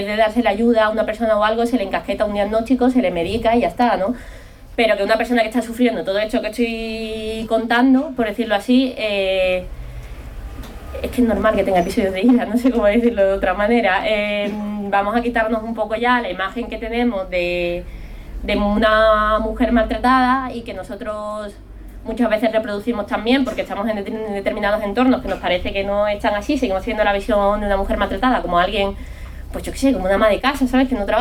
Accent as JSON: {"language": "Spanish", "town": "Cádiz", "region": "Andalusia", "country": "Spain", "lives_now": "Madrid, Spain", "said": "Yo vengo de Cádiz, en Cádiz no hay metro, es una ciudad chiquitísima, pero muy muy pequeña, además mucho más pequeña que Vallecas."}